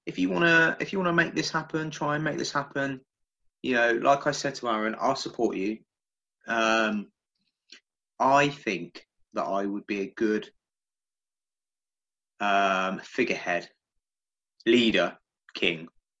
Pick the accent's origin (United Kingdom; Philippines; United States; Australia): United Kingdom; England; Yes, I will take this country by force because I'm fucking English and I do what I want.